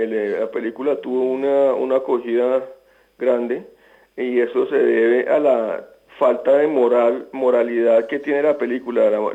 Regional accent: Greece; Spanish is a second language; son parte de mis recuerdos más indelebles de mi infancia en Grecia

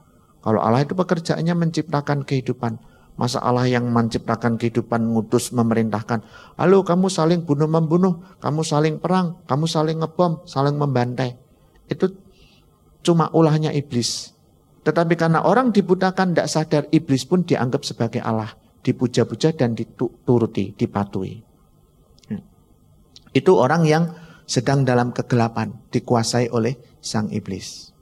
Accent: Bojonegoro, East Java, Indonesia; Saya orang Bojonegoro, ya.

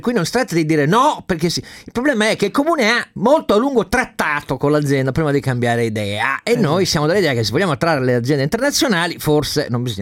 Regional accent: Turin, Piedmont, Italy; io da torinese sono abbastanza soddisfatto.

